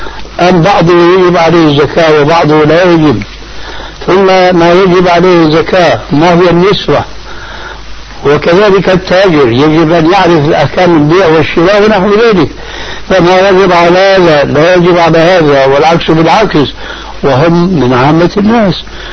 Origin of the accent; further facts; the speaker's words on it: Syria; كما يقولون عندنا في سوريا في لغة العامة